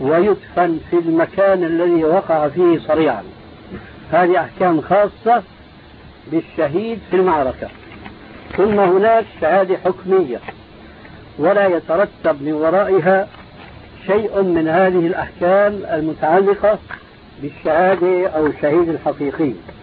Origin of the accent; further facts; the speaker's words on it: Syria; كما يقول عندنا في الشام قشرة بصلي